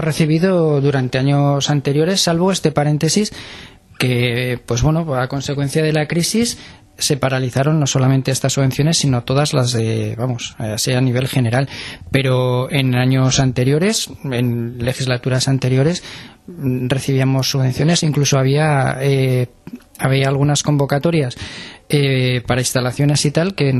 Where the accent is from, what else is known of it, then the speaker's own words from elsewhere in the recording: Tudela, Navarre, Spain; yo soy de Tudela, normalmente nos relacionamos con gente de Tudela